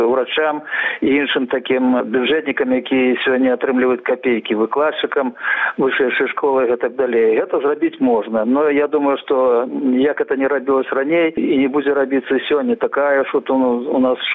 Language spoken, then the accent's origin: Russian; Belarus; Добро, мы, белорусы, погодимся, давайте нам $1000